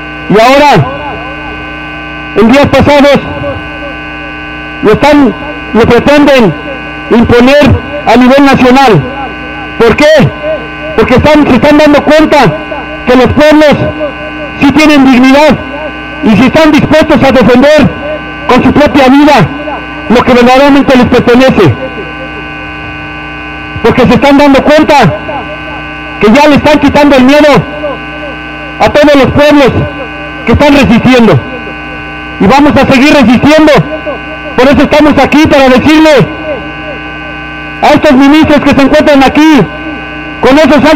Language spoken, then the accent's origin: Spanish; Huitzilapan, State of Mexico, Mexico; Nosotros venimos de Huitzilapan, un pueblo originario, un pueblo otomí del Estado de México.